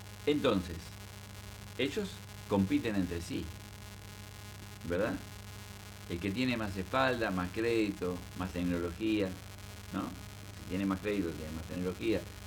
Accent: Paysandú, Uruguay; yo quiero hablar de mi pueblo, dije en la reunión, que es ese Paysandú.

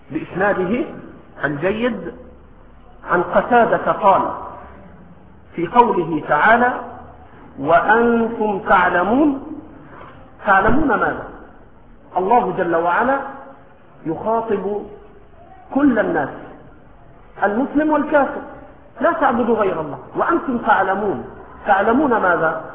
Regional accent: Egypt; accent: Egyptian; ولكن في لهجتنا المصرية بنقول شلا شلا

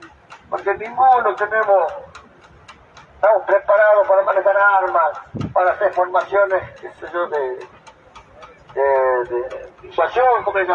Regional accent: Argentina; somos argentinos, vivimos en el territorio argentino

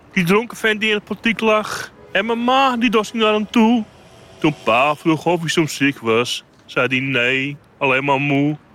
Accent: Amsterdam, North Holland, Netherlands; Ik ben gewoon een trotse Amsterdamse jongen.

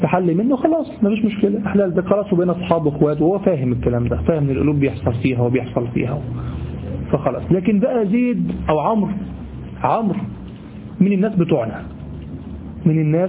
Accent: Egypt; والله دي دايمين لغو عندنا في لساننا كمصريين

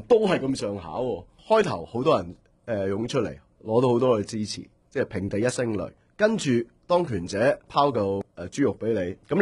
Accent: Hong Kong; 咁而家再去到而家呢個階段，我哋香港人要自主自己嘅命運。

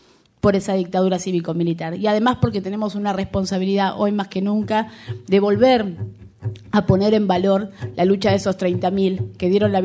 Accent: Argentina; construyen nuestra identidad como argentinos

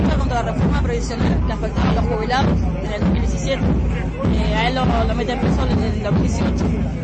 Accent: Comodoro Rivadavia, Chubut, Argentina; nosotros somos todos de Comodoro Rivadavia, estamos a varios kilómetros acá

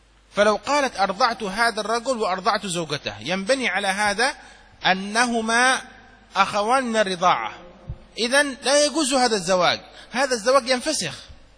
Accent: Yemen; وعندنا في اليمن الحضارم يحبون التمر كثيرا، كما تحبون أنتم الرز كثيرا

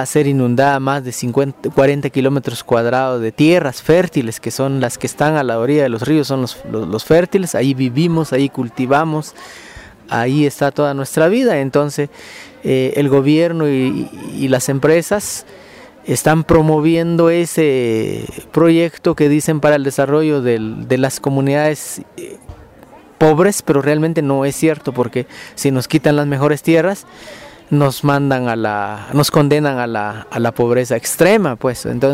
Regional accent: Ixcán, Quiché, Guatemala; vengo de Ixcán, Quiché, Guatemala.

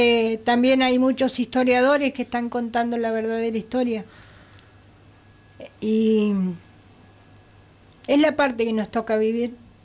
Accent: Bariloche, Río Negro, Argentina; Yo me crié en Bariloche

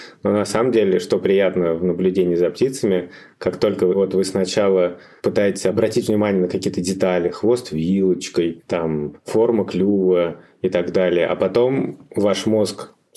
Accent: Latvia; now in Moscow, Russia; Я когда приехал в Москву из Латвии, я, конечно, стал искать тех птиц, которых я в Латвии не видел.

